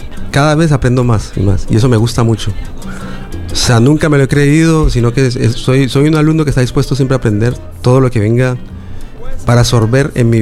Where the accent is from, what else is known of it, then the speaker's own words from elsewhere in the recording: Cali, Valle del Cauca, Colombia; born there; Me inspiró porque son mis raíces, ¿no? Nací en Cali. Mis viejos son de allá también.